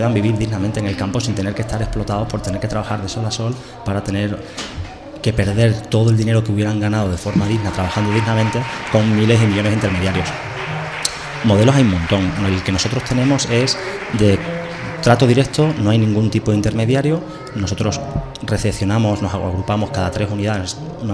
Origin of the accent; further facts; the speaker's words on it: Extremadura, Spain; yo soy extremeño, vengo de... de tierra, de agricultores y de huertas